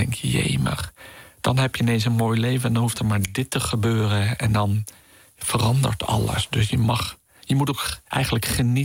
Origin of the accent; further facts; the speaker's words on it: Netherlands; Dus je moet dan als Nederlander moeite doen om daar echt van bij hun te horen.